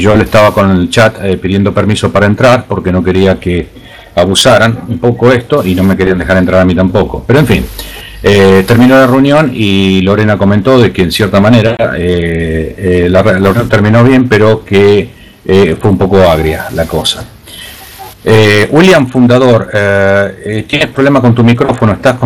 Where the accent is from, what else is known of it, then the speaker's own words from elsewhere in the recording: Rosario, Santa Fe, Argentina; now in Australia; vivo en Australia hace 25 años, o sea, soy originario de Argentina, de Rosario.